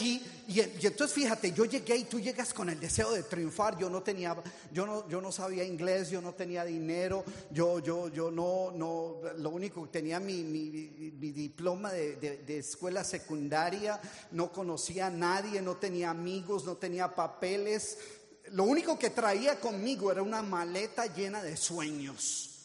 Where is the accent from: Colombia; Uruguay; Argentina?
Colombia; moved away; Yo llegué hace 40 años de Colombia. Yo soy originalmente de Colombia.